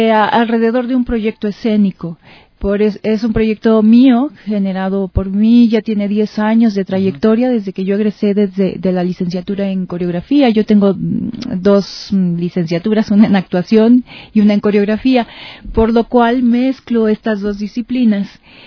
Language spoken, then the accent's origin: Spanish; Mexico; Pues allá en México también hay pues igual eventos muy parecido a este